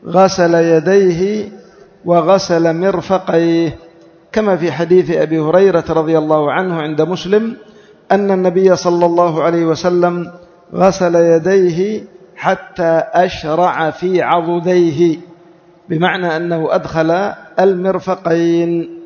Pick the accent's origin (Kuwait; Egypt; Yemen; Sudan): Yemen; على وجه الخصوص عندنا في اليمن